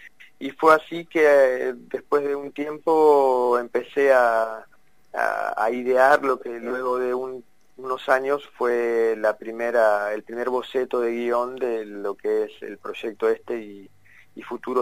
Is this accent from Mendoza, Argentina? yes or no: no; Mar del Plata, Buenos Aires Province, Argentina; now in Buenos Aires, Argentina; a mi regreso a Mar del Plata, que es la ciudad de donde yo soy